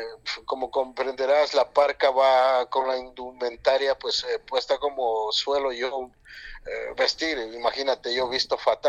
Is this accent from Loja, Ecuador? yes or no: yes; Catamayo, Loja, Ecuador; Esa es la bandera de mi cantón, de mi pueblo, donde yo vengo, que, ajá, es Catamayo